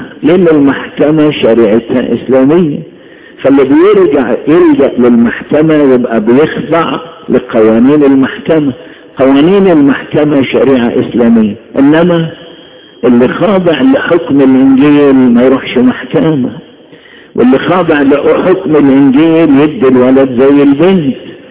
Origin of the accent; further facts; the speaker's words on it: Egypt; مصري قبل اي انسان